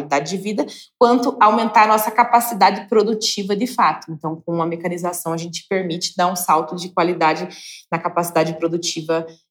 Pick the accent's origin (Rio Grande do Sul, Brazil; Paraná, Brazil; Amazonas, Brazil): Paraná, Brazil; que sou assentada no norte do Paraná. É um município de pouco mais de 13 mil famílias, é um assentamento de 40 famílias